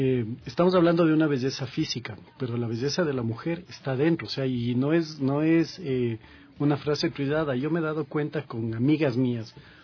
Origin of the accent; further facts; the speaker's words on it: Ecuador; a la final nos movía el corazón como ecuatorianos.